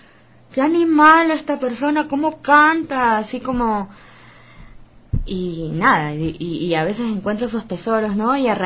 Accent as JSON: {"language": "Spanish", "country": "Ecuador", "said": "la gente no nos conoce, no sabe que nosotros somos ecuatorianos, que también estamos... saliendo adelante con nuestro arte"}